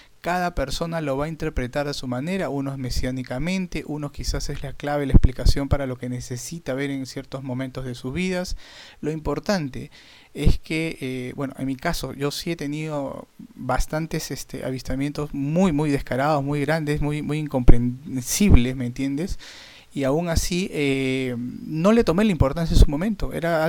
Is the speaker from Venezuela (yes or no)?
no; Peru; Sí, acá en mi país, bueno, mi país es bastante conocido también como en Argentina por bastantes personas que tienen muchísimos años aquí en Perú.